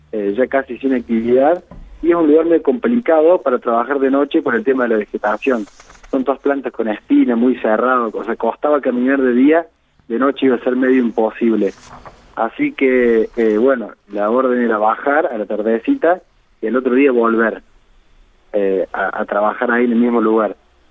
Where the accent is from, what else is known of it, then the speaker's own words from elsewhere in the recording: General Deza, Córdoba, Argentina; Yo soy de la ciudad de General Deza, que es del interior de Córdoba. Está entre Villa María y Río Cuarto, que son por ahí las localidades más conocidas.